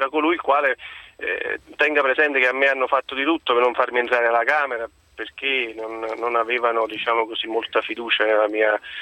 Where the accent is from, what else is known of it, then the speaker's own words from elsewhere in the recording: Naples, Campania, Italy; Da buon napoletano, diciamo, ho fatto tutti gli scongiuri